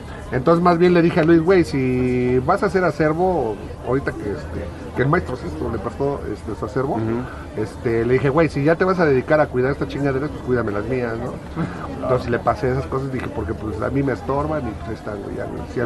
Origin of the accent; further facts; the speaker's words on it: France; francés, ¿sí? Sí. Y los franceses saben quedar muy bien